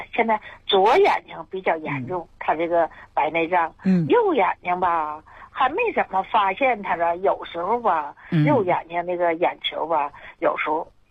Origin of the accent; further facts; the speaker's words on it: Tieling, Liaoning, China; 我是铁岭的。